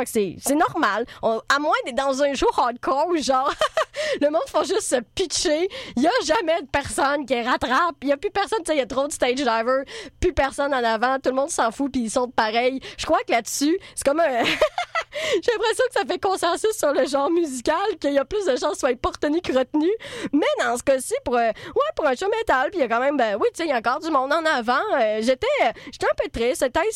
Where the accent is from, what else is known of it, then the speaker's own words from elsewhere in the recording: Trois-Rivières, Quebec, Canada; now in Montreal, Canada; Pour ceux qui pensent que l'accent, je viens de Trois-Rivières, mais pas tout le monde parle de même.